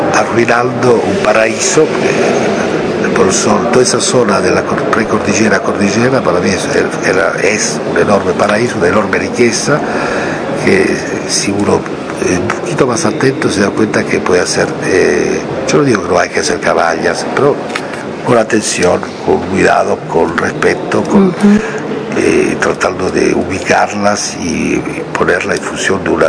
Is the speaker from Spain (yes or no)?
no; Italy; Spanish is a second language; now in France; la mitad del tiempo lo paso entre Argentina y París, porque, aunque soy italiano, pero no vivo en Italia, vivo en Francia, y otra parte, Locarno, que es la ciudad donde nació mi hijo.